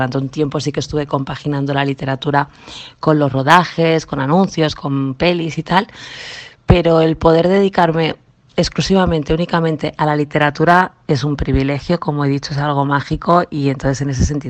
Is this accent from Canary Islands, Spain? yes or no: no; Extremadura, Spain; una foto de mi pueblo de Extremadura